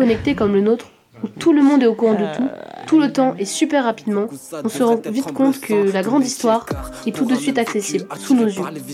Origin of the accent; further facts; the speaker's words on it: Saint-Étienne, Auvergne-Rhône-Alpes, France; Rien que parce qu'on est stéphanois ou stéphanoise, qu'on fréquente la MJC, ou que tout simplement, on est des ados.